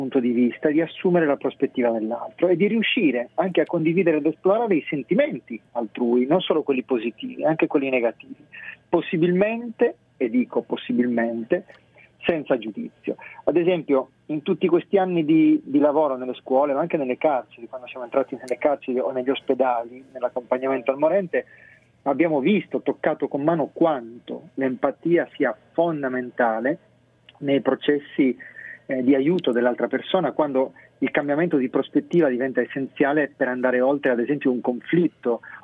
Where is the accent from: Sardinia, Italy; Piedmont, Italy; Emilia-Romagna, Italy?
Sardinia, Italy; da buon sardo testardo, diciamo.